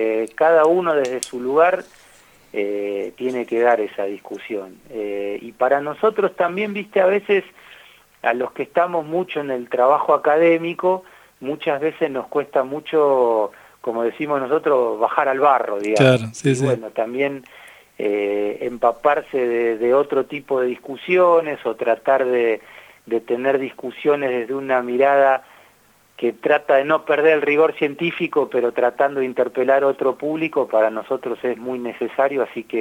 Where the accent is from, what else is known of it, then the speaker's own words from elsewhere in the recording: Argentina; como actores políticos y como argentinos en definitiva